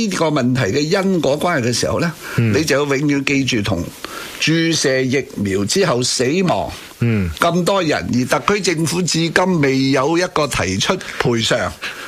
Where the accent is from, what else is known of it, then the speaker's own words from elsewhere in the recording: Hong Kong; 我唔系话身为香港人特别关心美国啲政治啊，